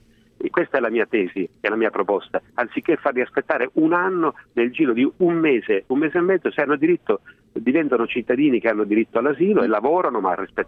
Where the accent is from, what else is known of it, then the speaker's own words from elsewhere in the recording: Sicily, Italy; Ci sono stati pochi fenomeni di xenofobia in Sicilia e tutto sommato abbiamo dato dimostrazione di non aver dimenticato che sino a 30 anni fa non eravamo una terra di emigrazione